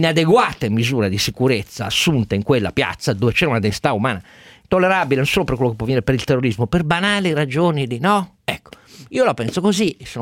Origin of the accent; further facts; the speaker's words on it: Turin, Piedmont, Italy; Io da torinese ancor più penso anch'io